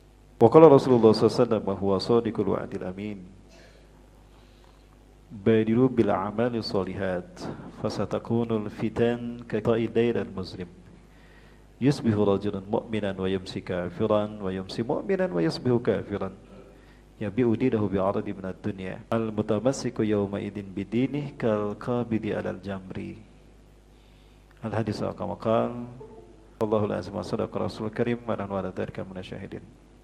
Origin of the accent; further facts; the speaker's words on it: Bandung, West Java, Indonesia; saya dari Bandung, Bapak Ibu asli dari Bandung, turunan Sunda Padang. Ibu saya orang Sunda, Bandung asli, dan ayah saya ada darah Padang. Kakek saya dari Sungai Puar